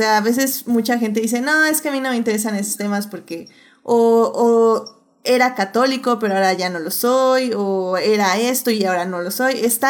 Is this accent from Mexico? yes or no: yes; Mexico; creo que como mexicanos, como personas que vivimos en México, también siento que nos podemos relacionar mucho con ese tipo de ambiente